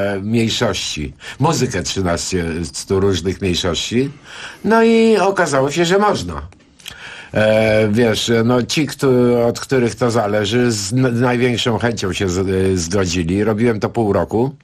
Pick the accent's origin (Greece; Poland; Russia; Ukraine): Greece; Polish is a second language; ja jestem Grekiem, kocham dyskusję